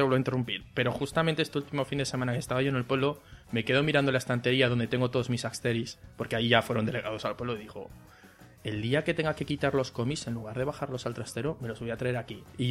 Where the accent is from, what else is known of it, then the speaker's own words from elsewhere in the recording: Zaragoza, Aragon, Spain; aquí en Zaragoza, aunque casi la gente no nos relaciona con Zaragoza algunos podcasts, bueno, nosotros desde luego, entre nuestro acento y que no paramos de decir que somos de aquí